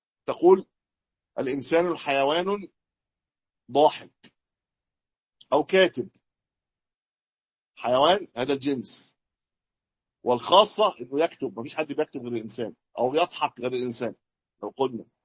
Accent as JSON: {"language": "Arabic", "country": "Egypt", "said": "عندنا في مصر البر يقولوا إيش؟ البر يطلق على إيش عندنا؟ القمح."}